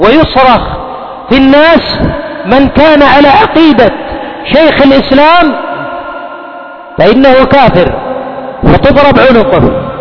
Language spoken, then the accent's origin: Arabic; Yemen; وقل عندنا في اليمن، في أماكن سيطرة